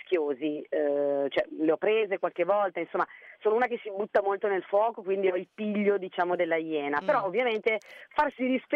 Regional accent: Brescia, Lombardy, Italy; sono una bresciana d'occhio, i bresciani sono molto concreti

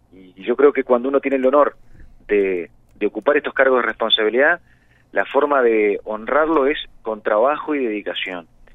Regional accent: Maldonado, Uruguay; Nosotros somos de Maldonado, conocemos Maldonado, queremos Maldonado

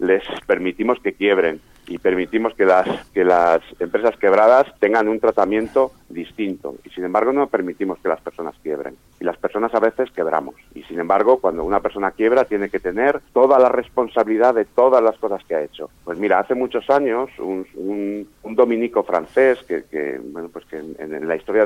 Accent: Madrid, Community of Madrid, Spain; born there; Yo que nací en Madrid, pero que … que es un apellido muy catalán, y con esa mezcla que tengo

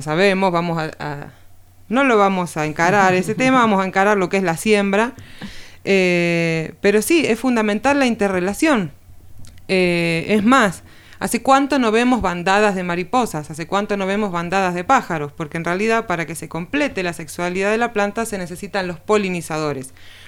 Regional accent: Buenos Aires, Argentina; born there; now in Villa de las Rosas, Argentina; yo nací en Capital Federal, en Buenos Aires, en el año 2011 me voy a vivir a Tras la Sierra, a Villa de las Rosas

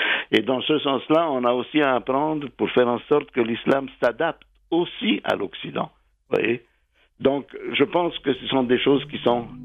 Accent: Egypt; Mon pays natal, absolument, toujours.

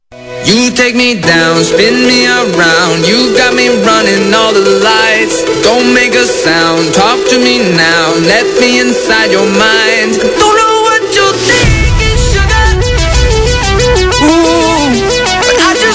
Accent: Mexico; Por volver a adquirir nuestra identidad como mexicanos.

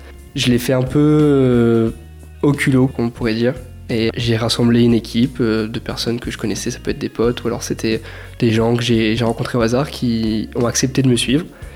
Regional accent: Amboise, Centre-Val de Loire, France; Je viens d'Amboise, justement, là où on enregistre actuellement l'émission.

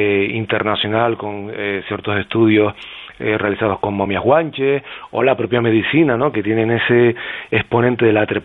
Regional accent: Canary Islands, Spain; esta noche, además, soy como embajador de Canarias, fuera de Canarias

